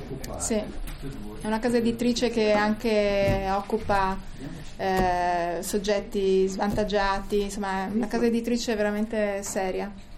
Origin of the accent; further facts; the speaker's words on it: Merano, Trentino-Alto Adige, Italy; Noi siamo di Merano.